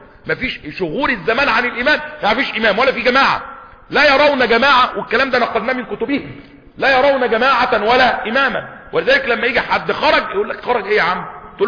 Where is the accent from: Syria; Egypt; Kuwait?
Egypt; ممنوع علينا كمصريين ولا ايه